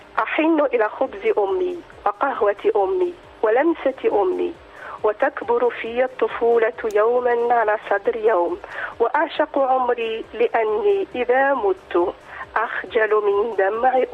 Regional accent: Algeria; Italian is a second language; now in Italy; io dico per esempio da algerina, vivo in Italia

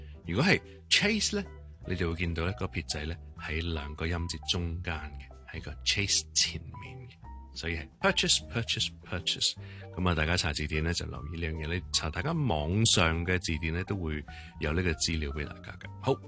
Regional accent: Hong Kong; 我哋香港人成日都讀錯嘅

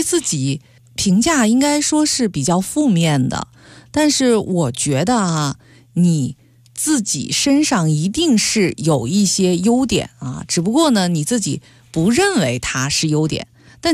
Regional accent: Beijing, China; 用我们北京话说

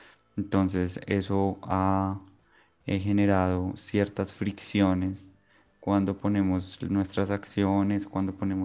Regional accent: Bogotá, Colombia; born there; now in Medellín, Colombia; nací en Bogotá, pero vivo en Medellín como hace 12 años.

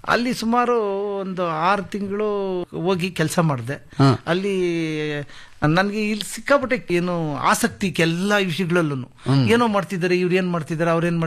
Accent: Yeliyur, Karnataka, India; ನಾನು ದೇವನಹಳ್ಳಿ ತಾಲೂಕು ಯಲಿಯೂರು ಗ್ರಾಮದಿಂದ ಬಂದಿದ್ದೀನಿ ಸರ್.

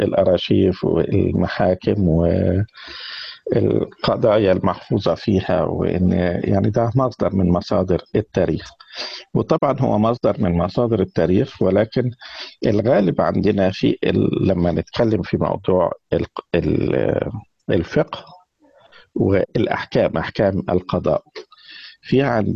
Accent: Egypt; ولكن كان في مناطق تانية زي عندنا في مصر في سيناء

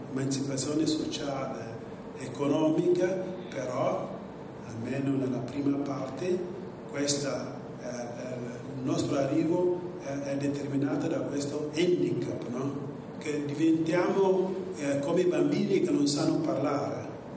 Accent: Guinea-Bissau; now in Italy; vengo dalla Guinea-Bissau, un piccolo paese nel nord occidentale dell'Africa, però sono in Italia da 30 anni, quindi ho fatto tutti i miei studi qui e quindi adesso negli ultimi 13 anni sono qui in provincia.

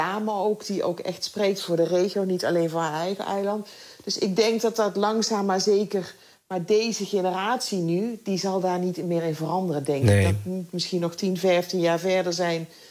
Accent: Netherlands; ik ben in Nederland opgegroeid en ik ben niet opgegroeid met de Bijbel.

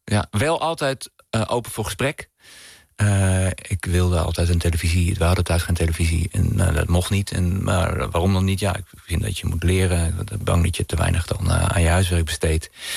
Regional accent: Nijkerk, Gelderland, Netherlands; Ik kom uit een groot gezin. Ik heb 1 broer en 4 zussen. En we zijn opgegroeid in Nijkerk.

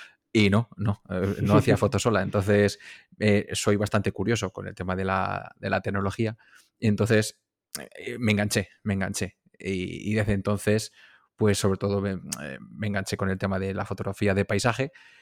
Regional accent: Castilla-La Mancha, Spain; Yo soy de un pueblo de La Mancha, vivo aquí en Mota del Cuervo, rodeado de molinos.

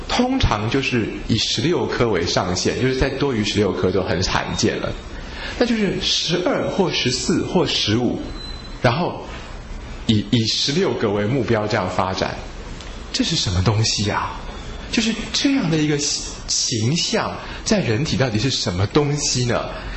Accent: China; 我们中国人治病好奇怪啊，都是要固到脾胃之气

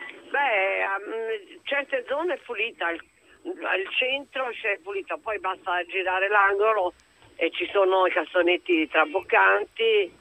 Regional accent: Naples, Campania, Italy; come napoletana non posso pensare

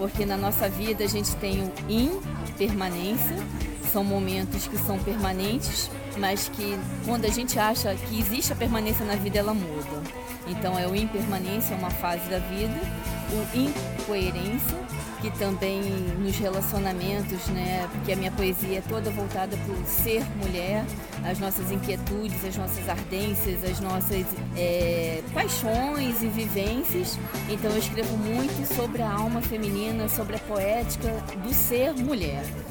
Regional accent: Niterói, Rio de Janeiro, Brazil; born there; já que eu estou indo para Lisboa, encerrar esse ciclo fechando com um livro meu na cidade onde eu nasci.

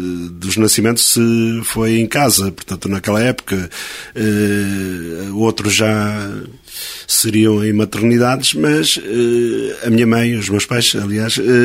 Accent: Angola; tudo que hoje também me marca é a minha juventude em Angola.

